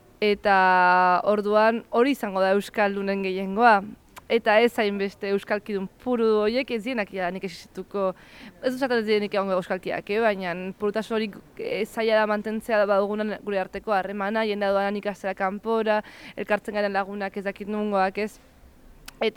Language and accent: Basque; San Sebastián, Basque Country, Spain; ez Donostikoa naiz, eta beti ere bazen nola baiteko estigma Donostiko euskaldunekiko